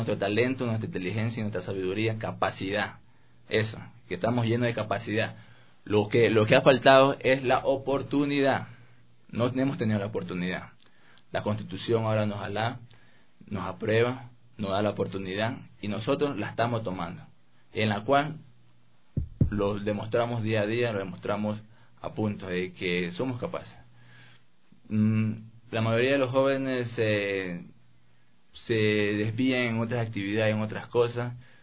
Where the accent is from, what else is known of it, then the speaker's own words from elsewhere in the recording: Coast, Ecuador; más allá de nosotros tener nuestra cultura y nuestra forma de ser, como costeños que somos